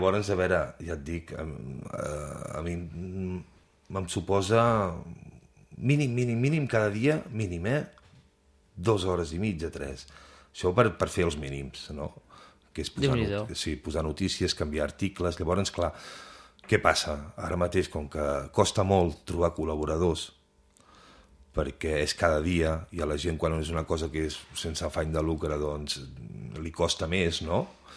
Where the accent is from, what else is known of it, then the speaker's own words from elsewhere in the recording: Girona, Catalonia, Spain; jo sóc de Girona, però ja t'he dit, vic a Guissal, no?